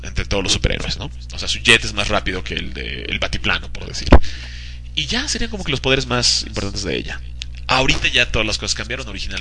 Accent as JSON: {"language": "Spanish", "country": "Lebanon", "said": "Muchísimo, soy libanés, o sea, tengo cabello por todas partes de mi cuerpo, déjame decirte."}